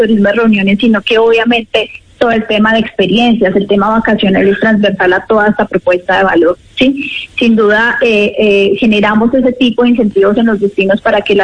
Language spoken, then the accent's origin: Spanish; Quindío, Colombia; como región, como Quindío, pues no podíamos dejar el aprovechamiento de este lanzamiento mundial. Todos como colombianos nos sentimos muy orgullosos